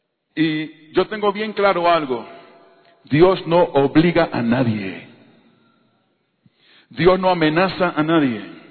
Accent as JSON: {"language": "Spanish", "country": "Panama", "tie": "born there", "said": "Yo nací en Panamá. Nosotros fuimos criados en la iglesia."}